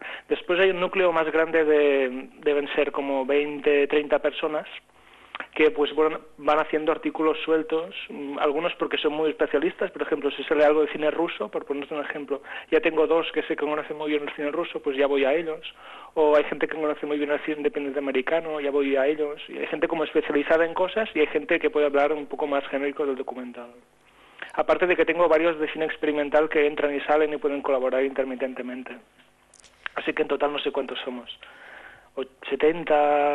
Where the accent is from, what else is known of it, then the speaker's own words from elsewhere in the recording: Catalonia, Spain; pedir dinero a la gente es algo que a mí, aun siendo catalán, me cuesta mucho.